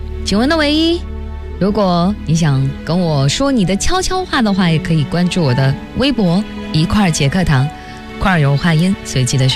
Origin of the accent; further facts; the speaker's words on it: Tianjin, China; 煎饼果子一下子让我想起了小时候在天津的种种回忆